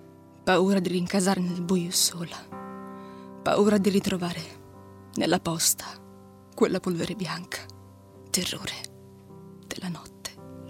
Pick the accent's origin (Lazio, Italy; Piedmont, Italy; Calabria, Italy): Piedmont, Italy; Turin; born there; In realtà sono nata a Torino